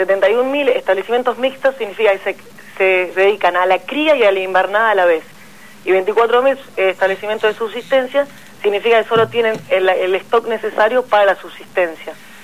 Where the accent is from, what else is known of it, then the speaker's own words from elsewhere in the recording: La Pampa, Argentina; esto me consta porque yo soy de La Pampa y el maíz llegaba a los productores